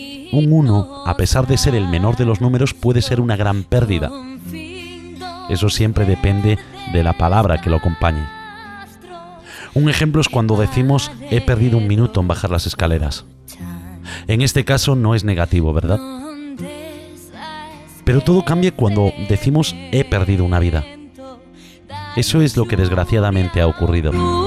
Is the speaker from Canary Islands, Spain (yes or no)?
no; Galicia, Spain; Esta noche quiero comenzar el programa con el fondo musical del himno de mi tierra, el himno gallego.